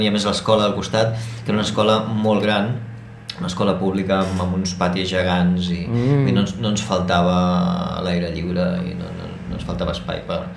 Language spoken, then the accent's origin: Catalan; Barcelona, Catalonia, Spain; fins als 4 anys, encara no tens massa consciència de res i m'he criat a Barcelona, no? He estat a Barcelona 35 anys de la meva vida, aproximadament.